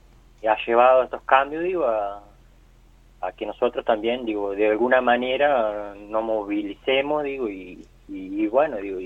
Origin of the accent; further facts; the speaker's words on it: Fraile Muerto, Córdoba, Argentina; bueno, nosotros estamos trabajando en... Yo soy de Fraile Muerto y estamos trabajando alrededor de Fraile Muerto.